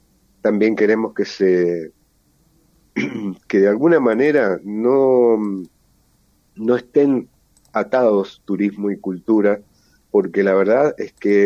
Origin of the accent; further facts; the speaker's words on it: Mendoza, Argentina; como mendocinos y como habitantes de este suelo nos interesan